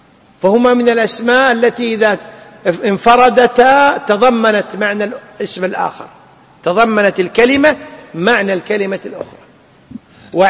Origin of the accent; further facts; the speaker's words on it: Kuwait; وعندنا في الكويت وفي ساحل الخليج العربي الشرقي والغربي